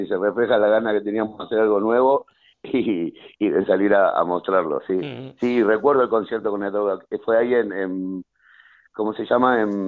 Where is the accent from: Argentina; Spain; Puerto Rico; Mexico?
Argentina; aunque yo soy argentino